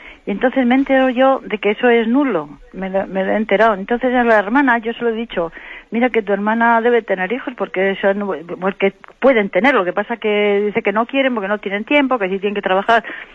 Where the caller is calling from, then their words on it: Santander, Cantabria, Spain; de Santander.